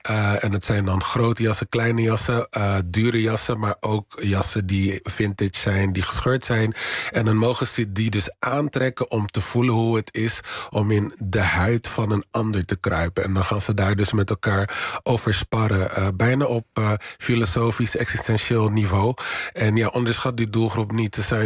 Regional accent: Rotterdam, South Holland, Netherlands; Ik denk dat dan... ik kom uit Rotterdam.

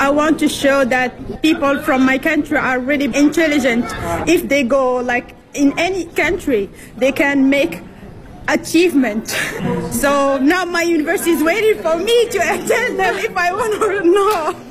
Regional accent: Morocco; English is a second language; now in Wuhan, China; I came from Morocco. 我来自摩洛哥。

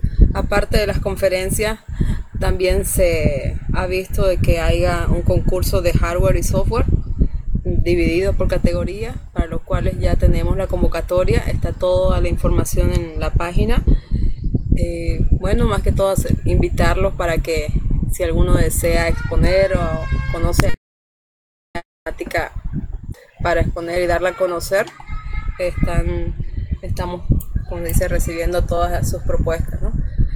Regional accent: Trinidad, Beni, Bolivia; soy de Trinidad, del Beni.

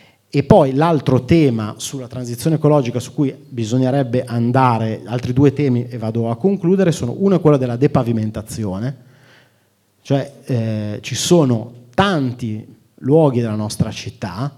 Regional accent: Milan, Lombardy, Italy; Io sono nato e cresciuto a Molino Dorino. Quando andavo al liceo, i miei compagni dicevano che io non abitavo alla periferia di Milano, ma alla periferia di Pero.

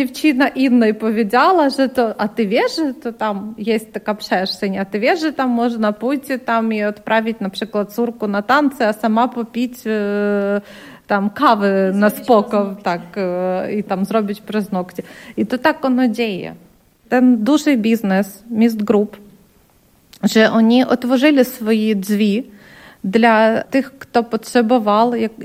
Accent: Ukraine; Polish is a second language; A kiedy my tutaj też jako Ukraińcy, jako ludzie też z takim doświadczeniem

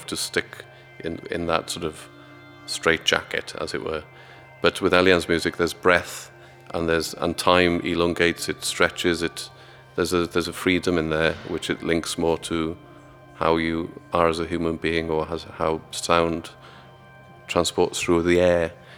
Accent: Aberystwyth, Wales, United Kingdom; I had some sort of bad experiences in growing up in Aberystwyth

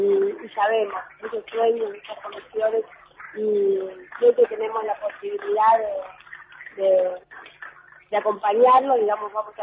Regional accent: Argentina; sentirnos parte, no solamente como argentinos, sino como parte de América Latina. Yo te digo, lo veo, soy joven

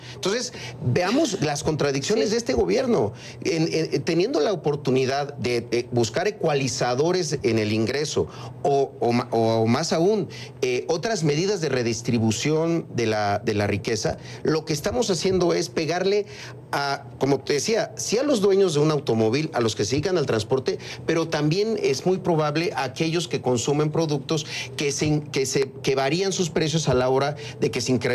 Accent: Chiapas, Mexico; yo soy de Chiapas. Hoy en Chiapas hay 20 puntos en la frontera, en los municipios fronterizos con Guatemala

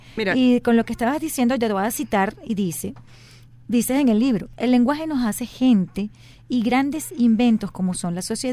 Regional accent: Venezuela; nos retrata como venezolanos.

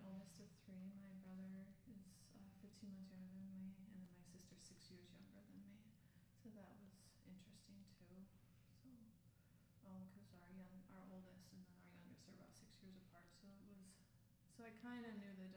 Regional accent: Minot, North Dakota, United States; also born or lived in Watford City; I grew up in Mayan, North Dakota. I was born in Wofford City, but raised in Minot.

